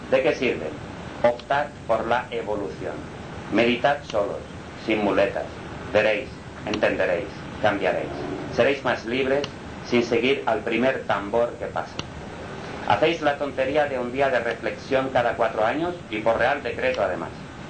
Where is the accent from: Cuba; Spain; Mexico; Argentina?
Spain; Como español que soy, ¿puedo contarlo?